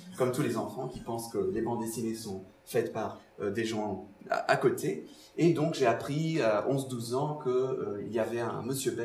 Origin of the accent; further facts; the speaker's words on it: Portugal; French is a second language; C'est quand même drôle d'être un portugais qui parle de personnages belges en Belgique.